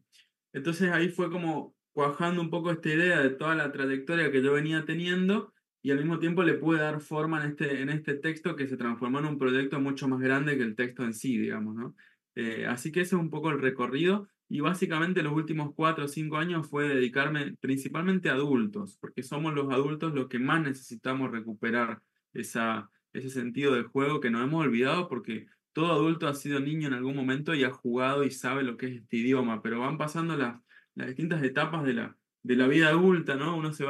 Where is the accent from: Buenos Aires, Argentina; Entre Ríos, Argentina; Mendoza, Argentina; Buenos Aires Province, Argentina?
Mendoza, Argentina; Y ahí llegué a Mendoza, donde yo nací, donde yo soy